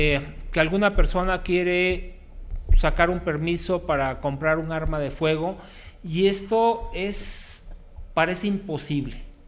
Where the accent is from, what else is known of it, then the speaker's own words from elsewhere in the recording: Mexico; ¿O tenemos el legítimo derecho como ciudadanos mexicanos de defender nuestra vida, nuestro patrimonio y la honra, como dice la legítima defensa?